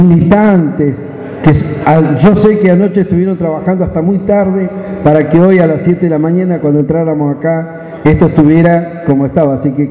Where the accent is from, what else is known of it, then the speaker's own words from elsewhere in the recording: Neuquén, Argentina; para nosotros, como patagónico, quiero hacer un planteo. Nosotros que somos de la Patagonia, no somos la pampa húmeda. Yo he tenido la suerte hoy de estar recorriendo todo el país, pero soy de una provincia de Neuquén